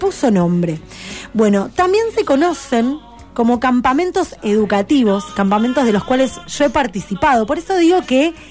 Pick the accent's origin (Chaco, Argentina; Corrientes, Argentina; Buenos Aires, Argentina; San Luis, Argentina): Buenos Aires, Argentina; Yo, en ese momento, estaba viviendo en Buenos Aires. Mi infancia es en Buenos Aires.